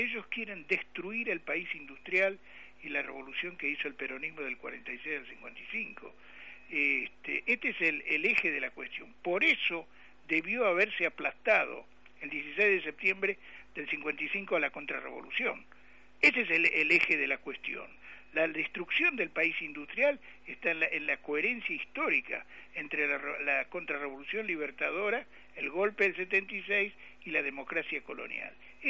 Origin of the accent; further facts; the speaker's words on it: Argentina; Si nosotros no somos los argentinos capaces de retomar la tradición histórica